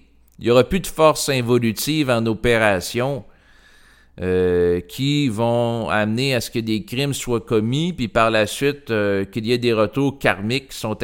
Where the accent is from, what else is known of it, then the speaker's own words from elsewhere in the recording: Quebec, Canada; born there; je suis né au Québec, je suis dans un cadre culturel qui est propice à l'ouverture à l'avortement